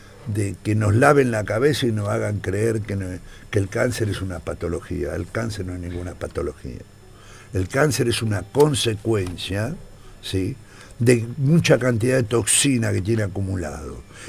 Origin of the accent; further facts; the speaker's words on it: Argentina; Somos argentinos.